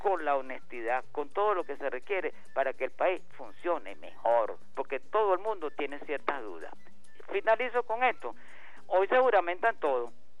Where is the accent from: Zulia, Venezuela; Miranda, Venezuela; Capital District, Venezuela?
Miranda, Venezuela; yo como, no como mirandino, porque yo no nací en Miranda, pero viví en el estado de Miranda toda mi vida, viví en el estado de Miranda. Ahorita vivo aquí en el Hatillo, primero viví en Baruta.